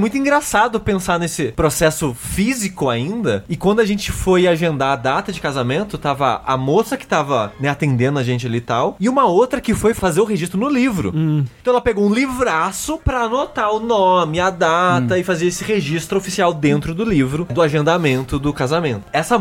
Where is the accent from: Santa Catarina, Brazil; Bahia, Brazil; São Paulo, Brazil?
São Paulo, Brazil; Queluz; a minha irmã não nasceu em Queluz, que é minha cidade natal.